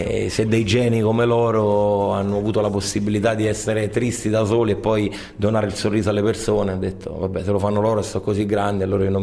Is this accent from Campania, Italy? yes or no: yes; Campania, Italy; Io vengo dalla Terra dei Fuochi e ho parlato del mare